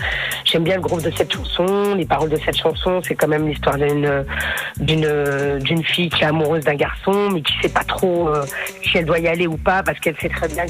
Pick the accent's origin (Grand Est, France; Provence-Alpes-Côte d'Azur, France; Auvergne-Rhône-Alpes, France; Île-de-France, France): Île-de-France, France; Paris; Je suis de Paris